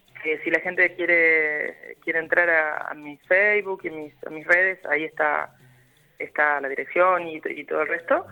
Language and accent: Spanish; Córdoba, Argentina; Yo soy del interior de Córdoba, no soy de Córdoba capital. Entonces, para cuando yo vine en el 89, terminé el secundario y vine acá y para mí era todo nuevo.